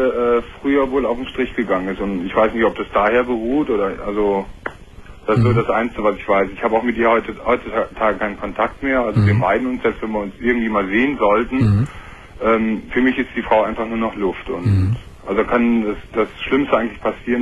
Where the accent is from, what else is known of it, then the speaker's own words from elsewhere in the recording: Düsseldorf, North Rhine-Westphalia, Germany; born there; Nee, ich bin in Düsseldorf geboren.